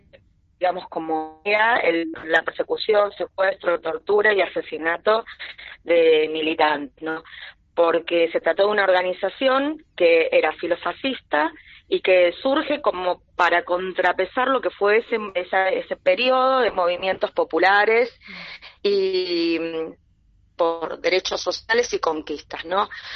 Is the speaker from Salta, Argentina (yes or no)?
no; Remedios de Escalada, Buenos Aires Province, Argentina; Yo soy de Remedios de Escalada